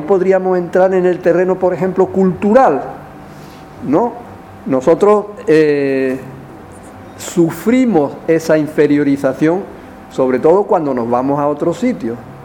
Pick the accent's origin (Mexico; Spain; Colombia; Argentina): Spain; Andalusia; Esa nuestra liberación es una liberación como trabajadores, también como andaluces y también como mujeres.